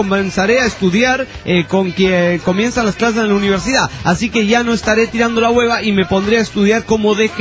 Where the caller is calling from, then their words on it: La Paz, Bolivia; ¿Qué onda? … de La Paz, capital de Bolivia.